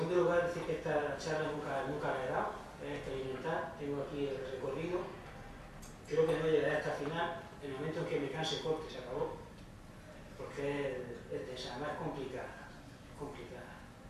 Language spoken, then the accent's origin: Spanish; Murcia, Region of Murcia, Spain; soy muy mal hablador, soy de Murcia, no vocalizo bien.